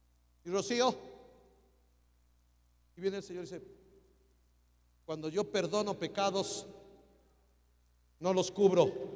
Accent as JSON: {"language": "Spanish", "region": "Mexico City", "country": "Mexico", "tie": "born there", "said": "Soy un triste mexicano, nacido en Peralvillo, y que amo a mi tierra. Pero soy más judío que el presidente de Israel."}